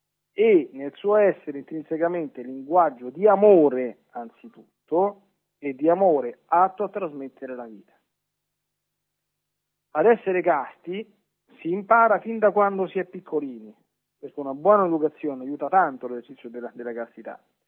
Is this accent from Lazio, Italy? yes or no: yes; Lazio, Italy; Non lontano dalle mie parti, a Subiaco, c'è il luogo dove